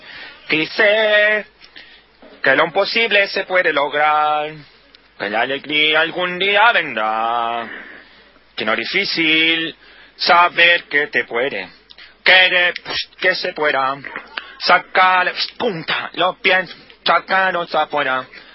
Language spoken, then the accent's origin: Spanish; Chile; No, yo soy chileno. Estoy creído acá. Criado acá.